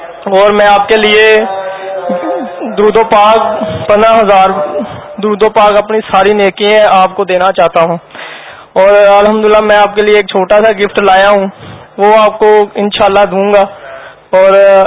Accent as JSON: {"language": "Urdu", "town": "Lahore", "region": "Punjab", "country": "Pakistan", "said": "میں لاہور سے آیا ہوں"}